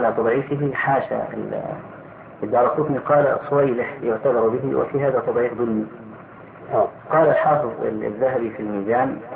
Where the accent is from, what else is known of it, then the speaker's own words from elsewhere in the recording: Egypt; فأخذها بعض الناس عندنا في مصر